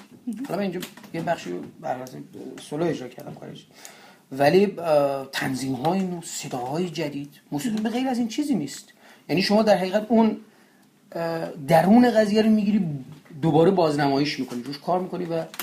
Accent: Gilan, Iran; first language Gilaki; Persian is a second language; من به سهم خودم به عنوان کسی که این زبان رو میشناسم و چی میگیم اصطلاحا تو خونته، من باهاش بزرگ شدم دیگه

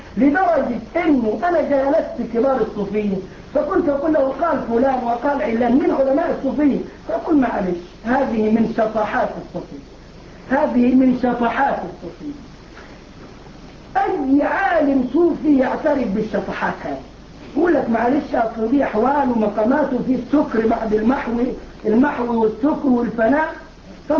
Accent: Egypt; الجماعه اللي بيعملوا الموالد عندنا في مصر للاولياء حاسبين التواريخ مظبوط

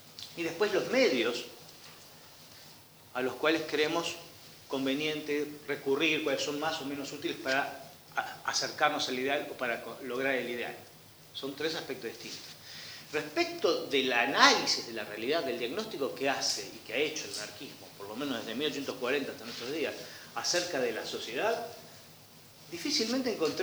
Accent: Argentina; Juan Pérez, que vive en Ushuaia, Cacho González, que vive en Jujuy, y yo somos argentinos

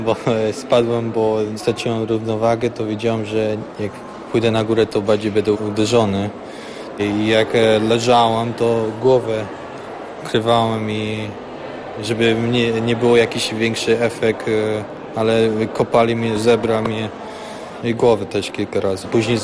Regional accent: Canada; now in Poland; Pochodzę z Kanady, ale rodzice są Polakami. Zdecydowałem tutaj uczyć, bo słyszałem, że tutaj dobre są studia.

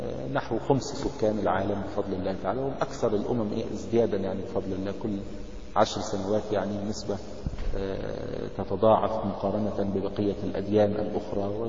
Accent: Egypt; now in United States; يعني عندنا في مصر يعني معونات من الدول الأجنبية وكذا ينشئون مراكز تنظيم الأسرة

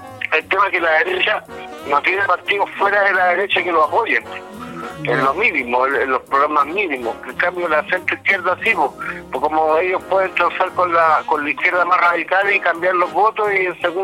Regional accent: Chile; Como chileno me gustaría que pagaran el impuesto que corresponde

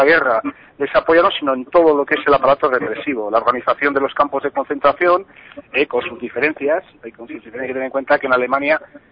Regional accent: Burgos, Castile and León, Spain; yo soy de Burgos y es algo que me toca

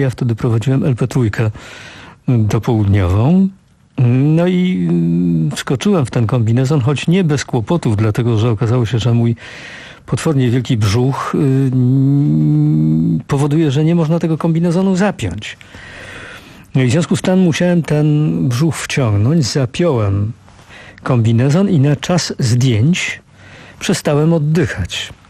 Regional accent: Ruda Śląska, Silesian Voivodeship, Poland; Pozdrawiam Rudę Śląską, bo to moje rodzinne miasto.

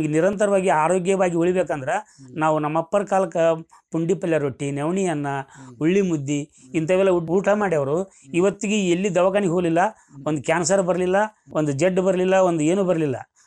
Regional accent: Kamanur, Karnataka, India; Kamanuru sir.

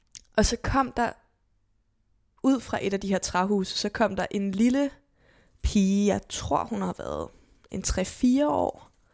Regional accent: Zealand, Denmark; da vi gik i skole på Lolland

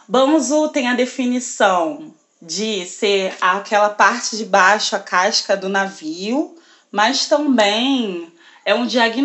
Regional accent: Rio de Janeiro, Brazil; Eu sou do Rio de Janeiro, exatamente do Complexo da Pedreira, que é uma comunidade na Pavuna, que é praticamente o último bairro do Rio de Janeiro, né?

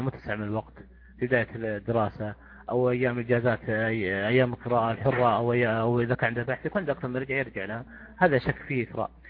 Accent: Saudi Arabia; يعني إحنا كسعوديين يعني أفضل شيء مثلا عندنا مجالس مثلا

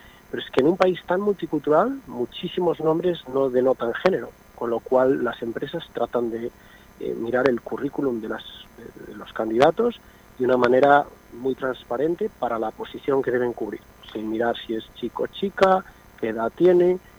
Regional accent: Spain; moved away as an adult; now in Canada; yo soy español, siempre lo seré. El mejor país para mí siempre va a ser España. Pero yo, como joven, habiéndome ido a Canadá

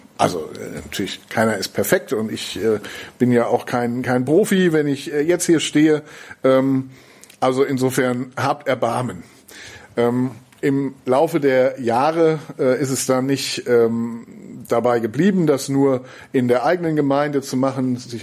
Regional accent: North Rhine-Westphalia, Germany; now in Schneverdingen, Germany; aber wo ich herkomme im Siegerland, da gab es das damals, als ich noch ein bisschen jünger war, quasi in jedem zweiten Dorf.

